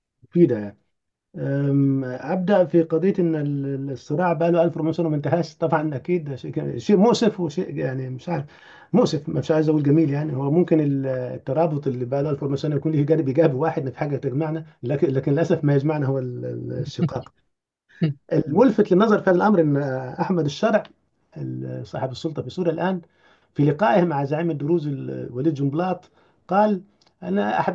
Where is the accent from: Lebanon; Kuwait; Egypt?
Egypt; Upper Egypt; موجود عندنا في الصعيد حتى الآن